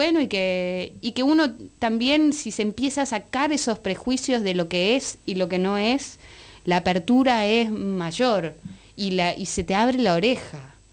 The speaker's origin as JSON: {"language": "Spanish", "region": "Buenos Aires", "country": "Argentina", "said": "me represente como porteña, como argentina, como de la generación que soy"}